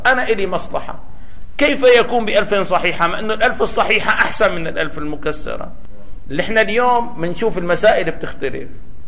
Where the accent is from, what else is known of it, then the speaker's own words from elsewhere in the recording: Damascus, Damascus Governorate, Syria; إذا كنا في بلد مثل سوريا الآن، يعني بلدنا دمشق